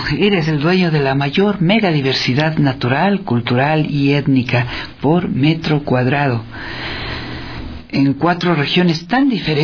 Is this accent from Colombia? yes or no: no; Ecuador; Somos ecuatorianos, nuestro país es único, conozcámoslo, viajémoslo.